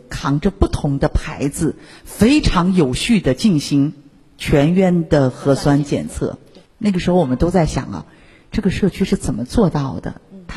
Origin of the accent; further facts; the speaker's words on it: Shanghai, China; 青草沙可以供咱们上海人喝60天的自来水都没问题。